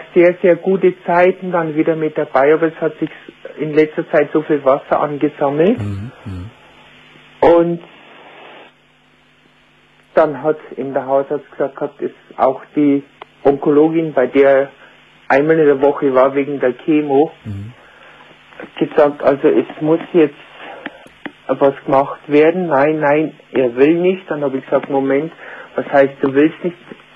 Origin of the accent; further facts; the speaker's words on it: Bavaria, Germany; accent: Bavarian; Entschuldige, ich habe einen bayerischen Dialekt, ich kann nicht.